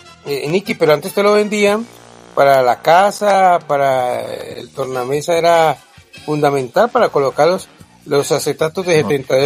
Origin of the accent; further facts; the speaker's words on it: Cali, Valle del Cauca, Colombia; Yo soy de Cali y una ruana en Cali es una reliquia.